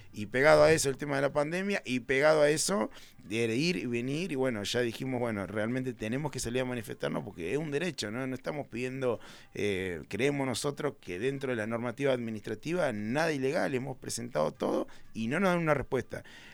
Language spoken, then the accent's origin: Spanish; Capilla del Monte, Córdoba, Argentina; Nosotros también somos de Capilla. Mi abuelo trabajó toda la vida en el mercado municipal, mi padre también, se fue a Buenos Aires. Yo volví hace 12 años con un montón de sueños, pero tengo toda mi familia acá.